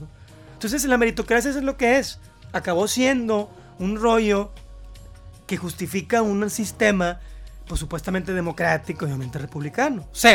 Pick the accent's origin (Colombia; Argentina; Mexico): Mexico; bueno, soy mexicano, sí, tampoco voy a estar en contra de todo